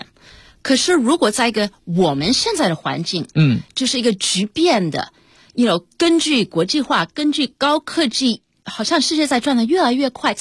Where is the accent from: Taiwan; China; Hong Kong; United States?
United States; 我小时候因为我们在美国长大，我是1969年出生的，所以我在也许1970年代在美国长大的时候，我是一个当时在美国的中国人是一个非常小的少数民族。